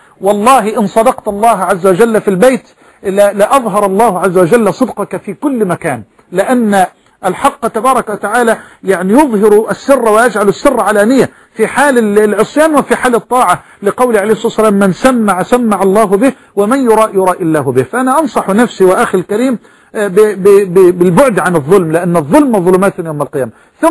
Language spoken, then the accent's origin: Arabic; Egypt; أن يجعل بلدنا مصر واحة للأمن والأمان